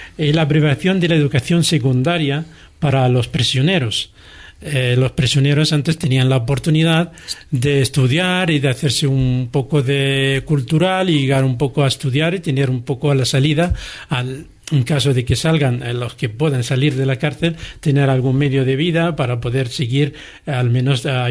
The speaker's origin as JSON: {"language": "Spanish", "region": "Central District", "country": "Israel", "said": "yo soy de un pueblo cerca del aeropuerto de Tel Aviv, y mi pueblo es una montaña"}